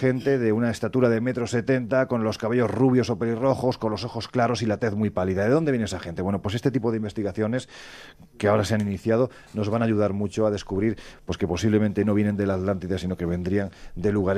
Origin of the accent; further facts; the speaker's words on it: Andalusia, Spain; yo siempre digo que soy andaluz sin gracia